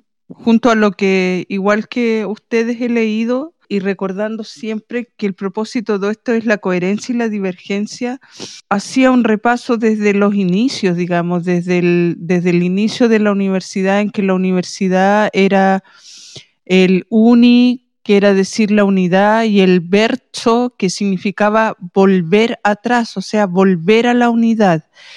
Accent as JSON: {"language": "Spanish", "country": "Chile", "said": "así como nosotros en este tiempo le transmitimos que somos chilenos a nuestras hijas"}